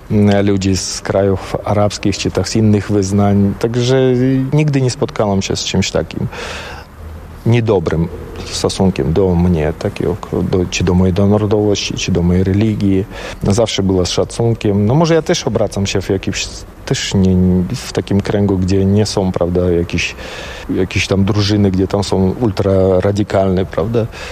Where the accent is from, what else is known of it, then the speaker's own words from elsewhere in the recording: Tajikistan; Polish is a second language; now in Poland; pochodzę z gór i tu jest był taki teren górski, prawda, te Bieszczady, chociaż mało przypominający nasze góry, gdzie tam 7 tysięcy wysokości, bo to największe góry całym Związku Radzieckim byli właśnie u nas w Tadżykistanie.